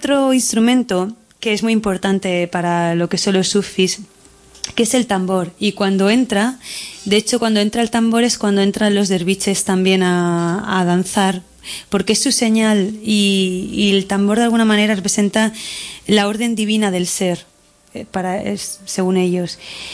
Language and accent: Spanish; Barcelona, Catalonia, Spain; yo soy de Barcelona